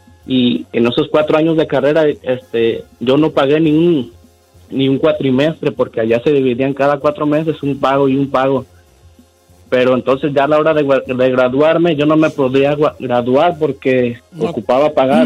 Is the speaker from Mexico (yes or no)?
yes; Nayarit, Mexico; yo soy de Nayarit, Don Cheto.